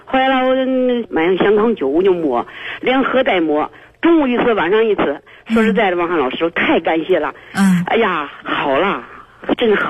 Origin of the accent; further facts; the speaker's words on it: Handan, Hebei, China; 我今年我是邯郸的